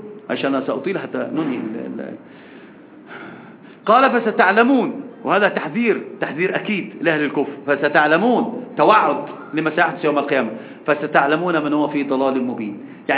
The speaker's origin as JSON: {"language": "Arabic", "country": "Egypt", "said": "وطبعا أصلا المثل العجيب عندنا في مصر عند المقاهي والدكك يقولون إيش؟"}